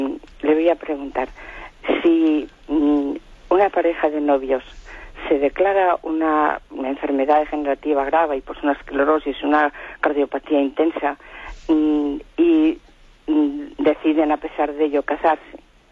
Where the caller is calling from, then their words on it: Valladolid, Castile and León, Spain; de Valladolid.